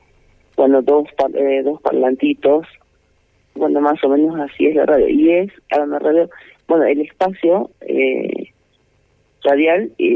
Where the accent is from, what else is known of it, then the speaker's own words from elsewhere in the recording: Humahuaca, Jujuy, Argentina; No, yo trabajo y vivo acá, pero soy de Humahuaca.